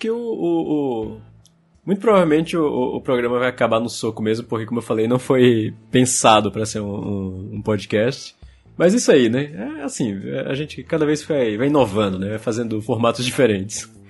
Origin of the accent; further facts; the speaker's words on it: Maceió, Alagoas, Brazil; Sou de Maceió.